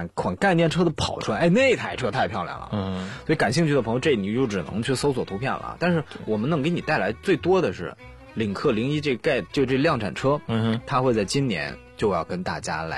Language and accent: Chinese; Northeast China, China; 我们东北那儿经常，我车有一回就说什么打不着火了